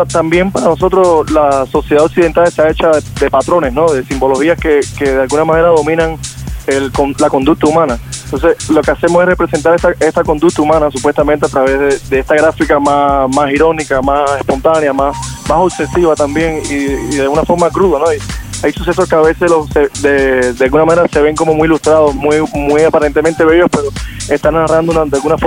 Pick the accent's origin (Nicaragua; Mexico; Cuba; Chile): Cuba; Bueno, yo soy cubano